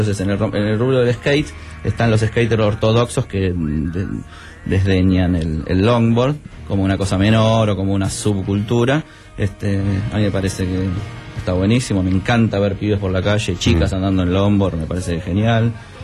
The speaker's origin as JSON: {"language": "Spanish", "region": "Buenos Aires", "country": "Argentina", "tie": "born or raised there", "said": "Yo cuando era chico, ellos eran mis ídolos. Yo cuando era chico en Buenos Aires, en mi cuarto"}